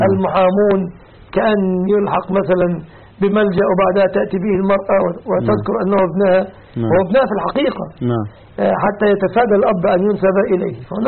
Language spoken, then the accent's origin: Arabic; Egypt; وختاما أسأل الله أن يحفظ بلادنا مصر من كل مكروه ومن كل سوء